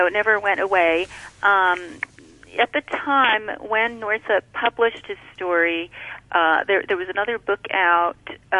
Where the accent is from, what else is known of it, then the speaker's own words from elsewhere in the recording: Canada; growing up in Canada, which is not that far away from the U.S.